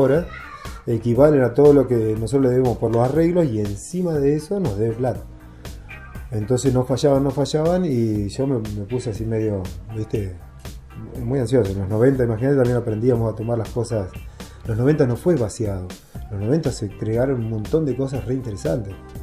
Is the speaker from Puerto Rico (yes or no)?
no; La Pampa, Argentina; moved away; Mirá que acá en el 95 yo vine de la Pampa, me quería ir.